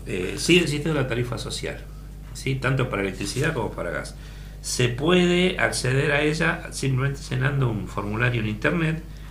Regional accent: Buenos Aires, Argentina; Yo me crié en Buenos Aires, mi infancia la pasé en Buenos Aires.

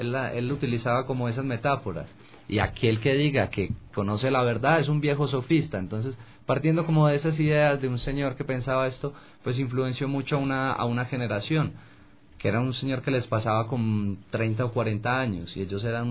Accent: Colombia; moved away; also born or lived in Spain; Porque salí de Colombia, y al salir de Colombia como que me fui a España y empecé a mirar a mi país desde afuera

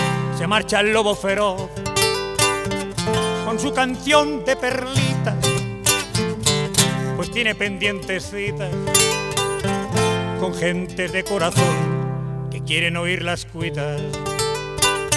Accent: Villamediana de Iregua, La Rioja, Spain; Yo soy de Villamediana y allí sufrimos, no lo podéis imaginar, ¿no?

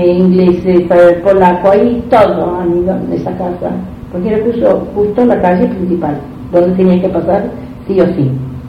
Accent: Sant'Angelo, Italy; moved away; Yo cuando me fui allá a Italia, ahí cuando llegué a mi pueblo, a Sant'Angelo

